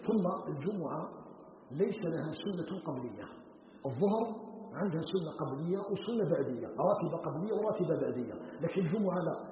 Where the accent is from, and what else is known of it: Algeria